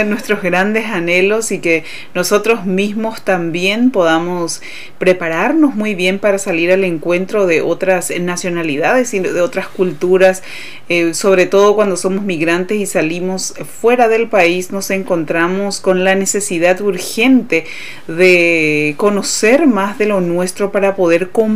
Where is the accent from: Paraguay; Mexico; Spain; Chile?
Paraguay; No solamente lo decimos nosotros porque somos paraguayos